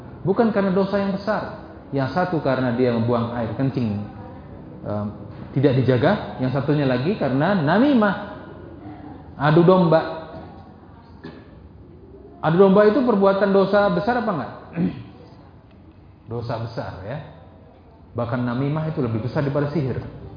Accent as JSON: {"language": "Indonesian", "town": "Indramayu", "region": "West Java", "country": "Indonesia", "tie": "born or raised there", "said": "Zaman dulu saya kecil, karena saya hidup di Indramayu, tinggal lama ya di Indramayu, saya orang Indramayu"}